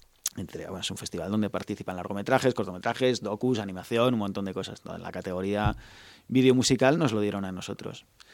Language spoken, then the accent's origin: Spanish; Spain; now in Netherlands; Y bueno, cuando estoy en Holanda sigo siendo... Aquí soy el holandés, allí soy el español.